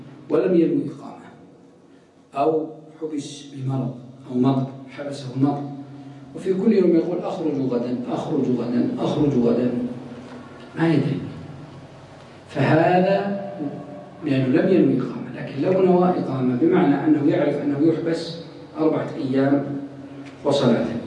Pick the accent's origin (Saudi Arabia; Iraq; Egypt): Saudi Arabia; Ha'il, Ha'il Province; مثلا الآن عندنا في حائل مثلا في أماكن مثل نايلات الذين يخرجون إلى البر